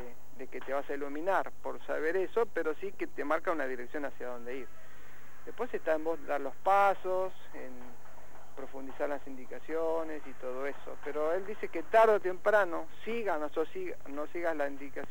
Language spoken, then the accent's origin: Spanish; Los Hornos, Buenos Aires Province, Argentina; cuando era chico, bueno, yo vivía en Los Hornos y vivíamos en una ciudad donde uno podía, viste, primero no había reja en las casas